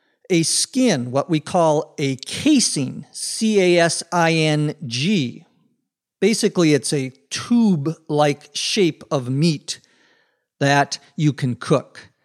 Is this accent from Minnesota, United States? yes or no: yes; Minnesota, United States; Where I grew up in Minnesota, lots of people are into or interested in hunting.